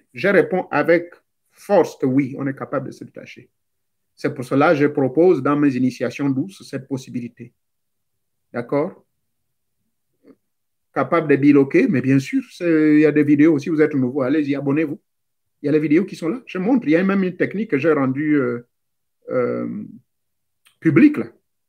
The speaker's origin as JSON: {"language": "French", "town": "Lambaréné", "region": "Moyen-Ogooué", "country": "Gabon", "said": "Et j'ai vu certains, chez moi, à l'Ambaréné"}